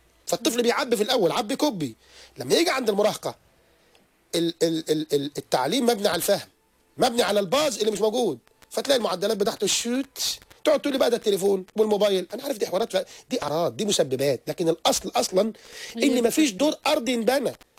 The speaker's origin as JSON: {"language": "Arabic", "country": "Egypt", "said": "انا من مصر، من دوله يا بيها، انا طالع من تحت الطين زيك."}